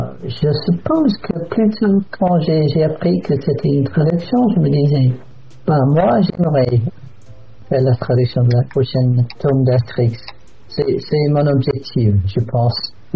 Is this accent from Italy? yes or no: no; England, United Kingdom; French is a second language; je suis né dans l'ouest du pays, près de Porte, en fait.